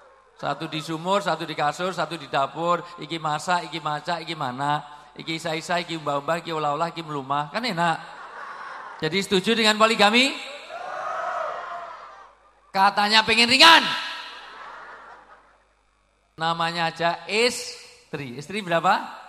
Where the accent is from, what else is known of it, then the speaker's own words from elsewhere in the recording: Java, Indonesia; Saya asli orang Jawa, di dalam tradisi Jawa orang tua disebut sepuh.